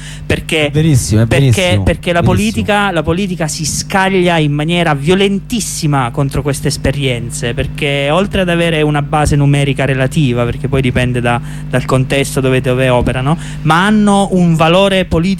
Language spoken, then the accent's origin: Italian; Giulianova, Abruzzo, Italy; Uno in Abruzzo, insomma, nella mia terra, Giulianova